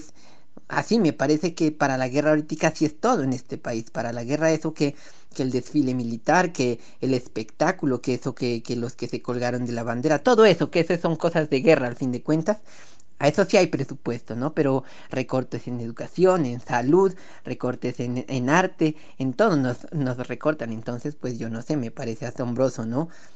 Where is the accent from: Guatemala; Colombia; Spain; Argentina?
Colombia; para mí, pues que soy colombiana, a mucho honor.